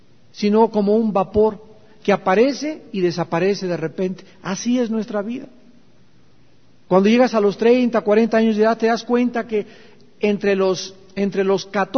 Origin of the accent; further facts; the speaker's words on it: Chihuahua, Mexico; Y al llegar a los 30, como dicen en mi tierra, a Chihuahua, ¿cuánto apache?